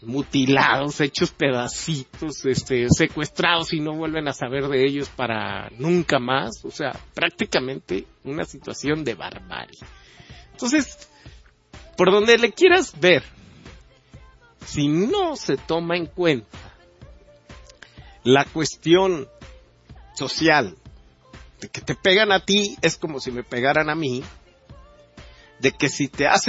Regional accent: Mexico; que nos integre también como mexicanos.

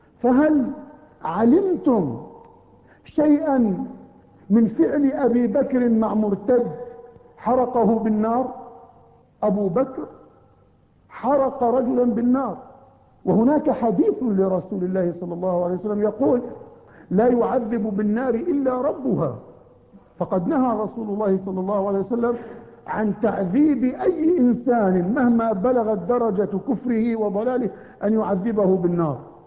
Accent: Palestine; فأنا فلسطيني

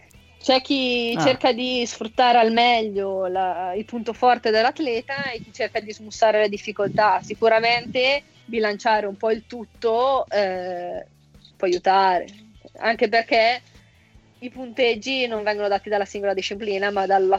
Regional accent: Casalbuttano, Lombardy, Italy; io ho iniziato nel mio paesino di Casalbuttano

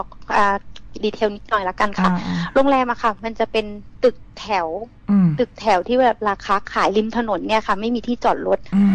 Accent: Bangkok, Thailand; หนูอาจจะเป็นคนกรุงเทพที่หนูไม่ค่อยได้เห็นนะค่ะ

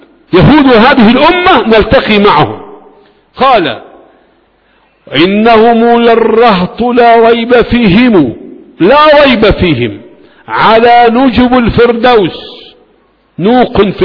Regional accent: Faqous, Sharqia Governorate, Egypt; كان يسكن بلدتي في هربيط مركز أبو كبير، ويأتي إلى بلدنا فاقوس

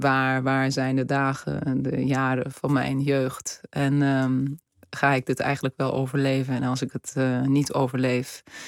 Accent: Istanbul, Turkey; Ja, ik ben geboren en opgegroeid in Istanbul.

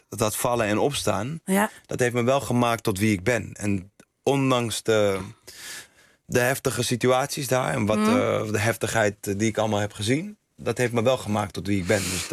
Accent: Amsterdam, North Holland, Netherlands; Ik kom uit Amsterdam-Oost in de jaren 80. 87 ben ik geboren.

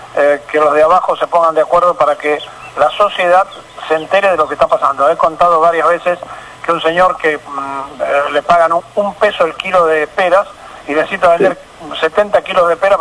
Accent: Argentina; ¿qué somos los argentinos?

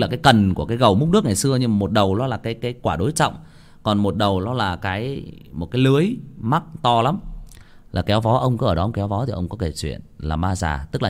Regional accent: Nghia Tru, Hưng Yên, Vietnam; Hồi mình còn bé thì các bạn biết đó, ở nếu mà ở bạn nào ở xã Nghĩa Trụ thì các bạn sẽ biết là có một cái con sông nó chảy qua ở gần làng.

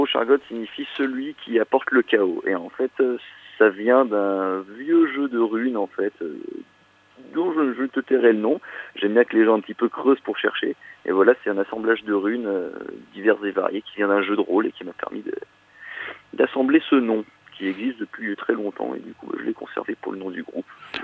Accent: Paris, Île-de-France, France; Alors, on est de Paris.

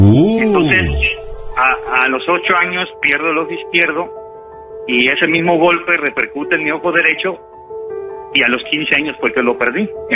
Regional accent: Acapulco, Guerrero, Mexico; now in Manzanillo, Mexico; Soy de Acapulco, nada más que ya llevo 7 años que ya estoy radicando aquí en Manzanillo.

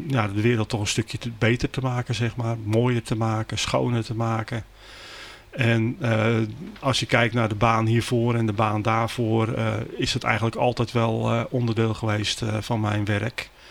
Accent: Katwijk, South Holland, Netherlands; Ik ben natuurlijk ook een inwoner van Zuid-Holland. Ik ben geboren en getogen in Katwijk, Noordwijk.

